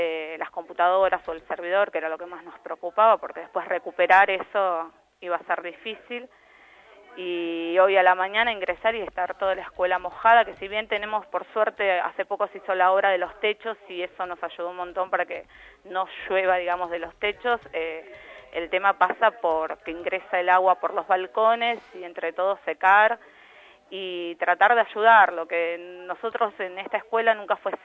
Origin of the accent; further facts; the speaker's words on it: La Reja, Buenos Aires Province, Argentina; yo soy de La Reja y allá también estaba todo anegado